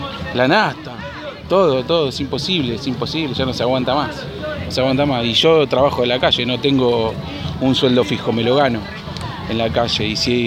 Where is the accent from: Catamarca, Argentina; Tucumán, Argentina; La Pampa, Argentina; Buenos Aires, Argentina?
Buenos Aires, Argentina; vengo de Buenos Aires. Y la sigo a todos lados.